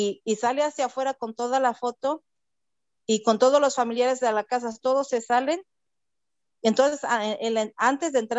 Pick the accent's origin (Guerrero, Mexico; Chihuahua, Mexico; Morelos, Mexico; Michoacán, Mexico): Morelos, Mexico; Ocotepec; Soy originaria de México, pero especialmente de Cuernavaca, Morelos, de un poblado que se llama Ocotepec.